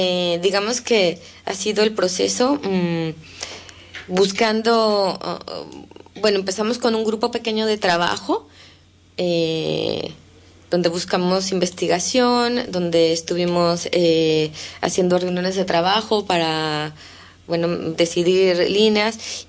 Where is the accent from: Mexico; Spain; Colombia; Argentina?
Mexico; no solo somos mexicanos, sino también hay gente catalana